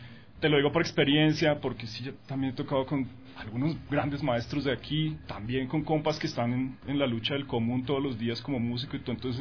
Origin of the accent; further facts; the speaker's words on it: Colombia; now in Ecuador; Pues crecí en Colombia, después he visto otros, como otros procesos en otros países.